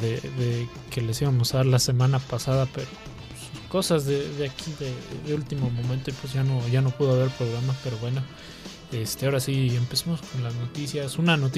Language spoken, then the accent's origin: Spanish; Monterrey, Nuevo León, Mexico; sobre todo siendo acá paisa de un servidor regiomontano